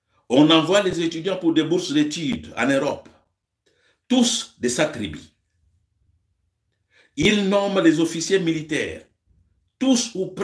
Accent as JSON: {"language": "French", "country": "DR Congo", "said": "Nous avons connu deux présidents chez nous au Congo."}